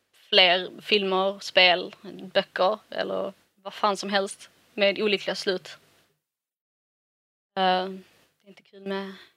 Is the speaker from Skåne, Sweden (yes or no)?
yes; Malmö, Skåne, Sweden; Så jag är ju bara från Malmö.